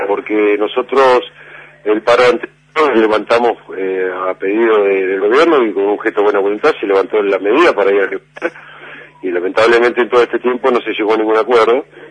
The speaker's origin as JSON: {"language": "Spanish", "town": "Azul", "region": "Buenos Aires Province", "country": "Argentina", "said": "yo vengo de Azul"}